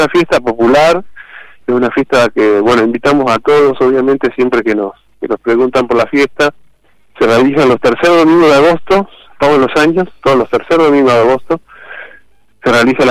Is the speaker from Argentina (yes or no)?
yes; Córdoba, Argentina; also born or lived in Buenos Aires; Yo vivo en Córdoba, yo nací en Buenos Aires en particular, pero vivo en Córdoba desde los 7 años y un poco me crié acá.